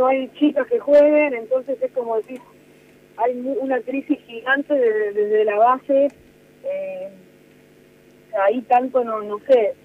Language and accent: Spanish; Argentina; nuestra situación como ciudadano argentino de un país que nos queda todo lejos